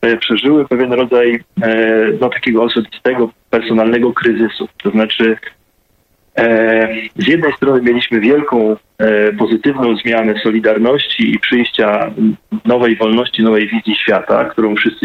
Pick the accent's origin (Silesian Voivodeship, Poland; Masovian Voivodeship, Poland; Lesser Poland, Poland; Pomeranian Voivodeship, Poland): Masovian Voivodeship, Poland; Pionki; Ja faktycznie pochodzę z małego miasta postrobotniczego, miasta, które jest bardzo ciekawym przykładem, bo właściwie całe zostało ufundowane na istniejących tam właśnie w moich rodzinnych pionkach, na zakładach broni